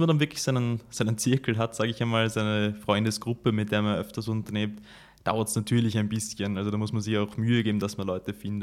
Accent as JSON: {"language": "German", "town": "Graz", "region": "Styria", "country": "Austria", "tie": "born or raised there", "moved": "yes", "lives_now": "Chicago, United States", "said": "die amerikanischen Städte ja doch einfach ganz anders aufgebaut sind als Graz, wo ich aufgewachsen bin."}